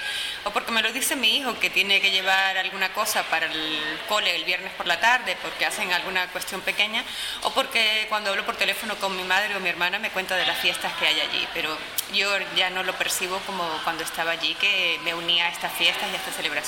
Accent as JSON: {"language": "Spanish", "region": "Mérida", "country": "Venezuela", "said": "en la ciudad de donde yo vengo, que se llama Mérida, Es una ciudad pequeña y estudiantil, tiene la tercera universidad más grande del país, uno de los núcleos de esa universidad, y es muy alegre, hay mucha gente joven"}